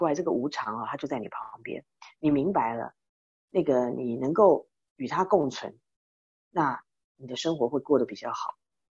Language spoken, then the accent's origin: Chinese; Taiwan; now in United States; 我们都是台湾来的